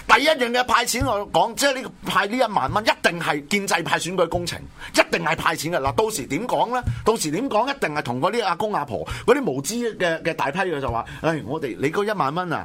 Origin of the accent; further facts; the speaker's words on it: Hong Kong; 全部系嚟自我哋香港人嘅钱嚟噶嘛？